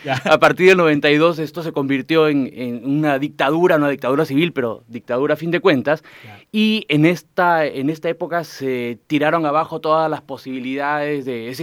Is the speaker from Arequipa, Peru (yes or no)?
no; Lima, Peru; now in Santiago, Chile; Sí, siempre he vivido en Lima. La primera vez que he salido por tiempo largo, digamos, ha sido acá a Santiago, ¿no?